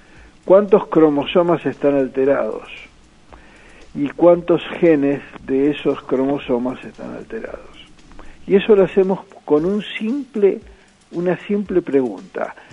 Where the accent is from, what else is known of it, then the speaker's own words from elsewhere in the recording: Argentina; Yo lo que propongo, como muchos argentinos proponemos y muchos argentinos expatriados son hoy gente que va a recibir premios Nobel dentro de unos años